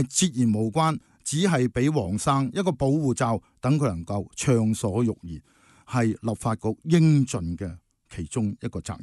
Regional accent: Hong Kong; 我们香港人最明白的道理

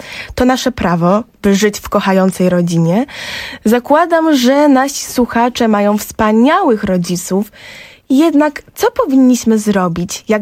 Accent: Silesian Voivodeship, Poland; O, widzisz, ja też pochodzę ze Śląska.

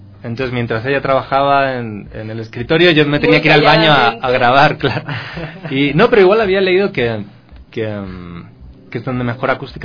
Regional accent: Ecuador; accent: Ecuadorian; now in Spain; la tengo acento ecuatoriano, cada vez me noto más que ya se me va el español.

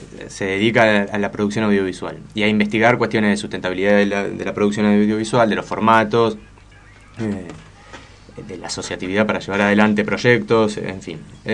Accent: El Bolsón, Río Negro, Argentina; also born or lived in Buenos Aires; Sí, en realidad en Bolsón estoy hace poco tiempo, relativamente, digamos. O sea, yo soy de Bolsón, pero de alguna manera me fui a trabajar, a estudiar a Buenos Aires y volví el año pasado.

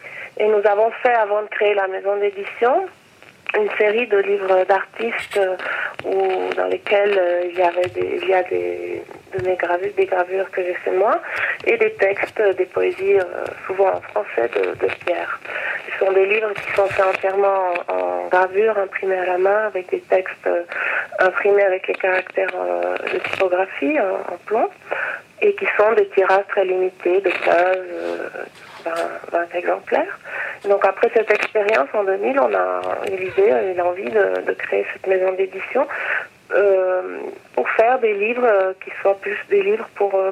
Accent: Morocco; c'était un petit rappel au fait que j'ai grandi au Maroc, donc c'était un rappel à ce pays qui est un pays que j'aime beaucoup.

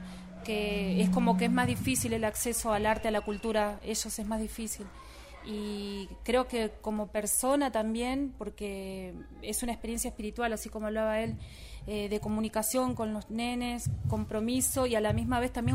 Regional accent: Argentina; Portuguese is a second language; Da Argentina.

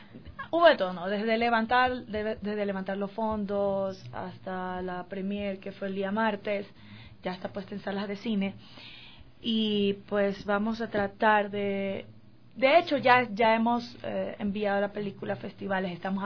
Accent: Guayaquil, Guayas, Ecuador; como nosotros somos de Guayaquil

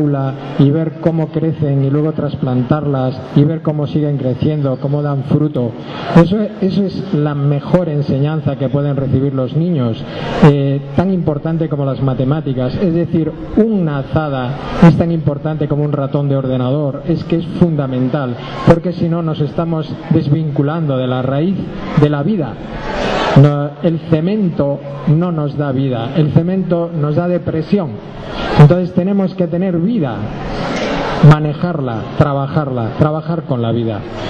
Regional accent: Galicia, Spain; Vengo de Galicia, he participado en diferentes grupos de semillas.

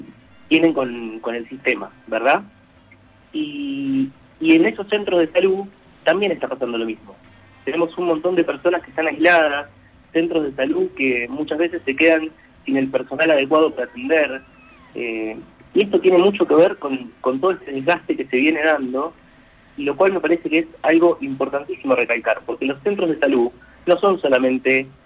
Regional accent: Argentina; la que más nos debería enorgullecer como argentinos y argentinas, es nuestro sistema público

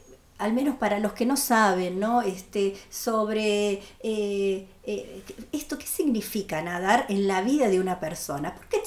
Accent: Buenos Aires, Argentina; a todos los que venimos de Buenos Aires un poco nos pasa eso, venimos de una rutina de un ritmo acelerado

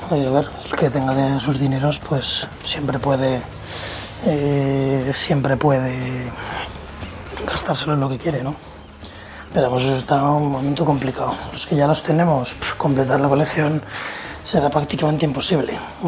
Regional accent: Zaragoza, Aragon, Spain; soy de Zaragoza

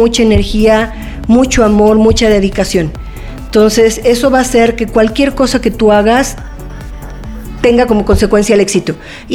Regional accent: Mexico; Yo soy mexicana

